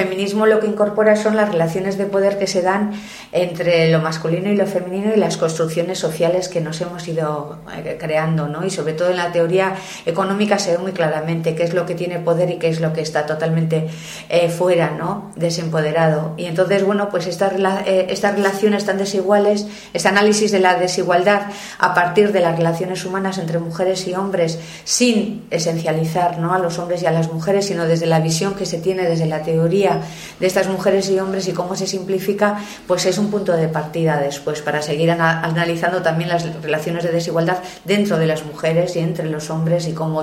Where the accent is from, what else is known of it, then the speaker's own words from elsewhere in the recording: Sestao, Basque Country, Spain; born there; yo nací en Sestao, que es un pueblecito que está aquí al lado de Bilbao, en una época muy industrial